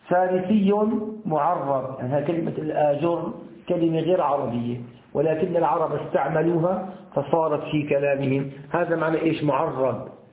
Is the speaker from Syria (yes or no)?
yes; Syria; هذا البلوك عندنا في سوريا البلوك طري